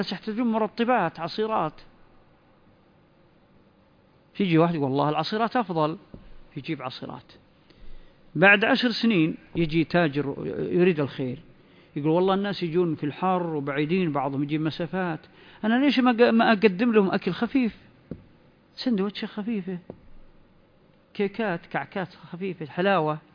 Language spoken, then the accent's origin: Arabic; Saudi Arabia; ربما أنتم ما حدثت عندكم مثل الظواهر اللي بدأت تظهر عندنا في السعودية